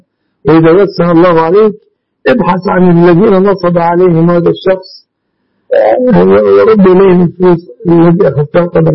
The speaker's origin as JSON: {"language": "Arabic", "country": "Egypt", "said": "مننا كمصريين"}